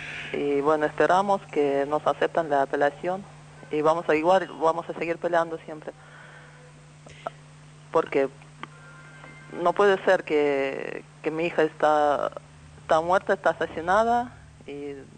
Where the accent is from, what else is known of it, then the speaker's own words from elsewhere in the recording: Moscow, Russia; Spanish is a second language; now in Argentina; Soy rusa, de uh-huh. Moscú.